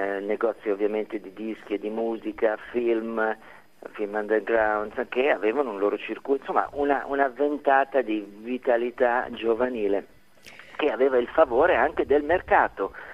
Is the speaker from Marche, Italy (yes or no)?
no; Milan, Lombardy, Italy; io sono milanese, ai tempi vivevo a Milano